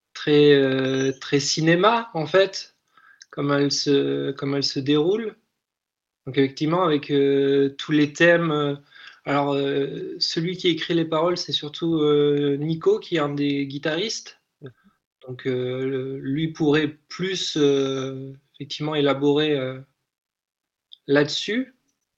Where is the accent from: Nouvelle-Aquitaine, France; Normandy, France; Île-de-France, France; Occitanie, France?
Nouvelle-Aquitaine, France; Limoges; Moi, je suis de Limoges, donc c'est à peu près à 1 heure, 1 heure et demie de route de Tulle.